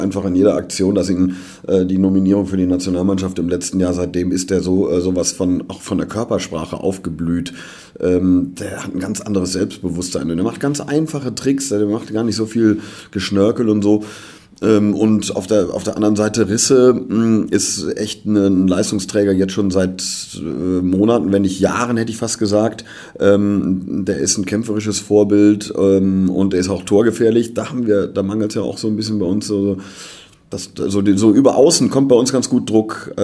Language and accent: German; Cologne, North Rhine-Westphalia, Germany; So sind wir Kölner.